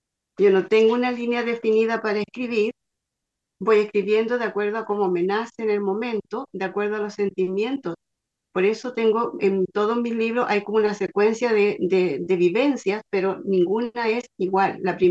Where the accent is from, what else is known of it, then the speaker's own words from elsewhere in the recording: San Fernando, O'Higgins, Chile; Les saludo desde Chile. Soy de San Fernando, de la sexta región, profesora generalista, orientadora educacional y escritora.